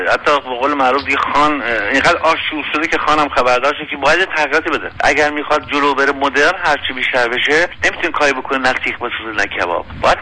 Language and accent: Persian; Iran; ما یه هویت باز داریم، ما ایرانی هستیم